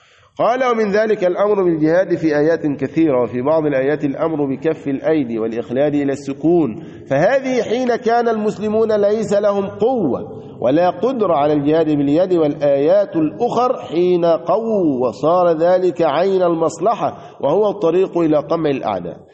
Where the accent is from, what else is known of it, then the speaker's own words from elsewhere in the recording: Egypt; وكان مثلها عندنا في مصر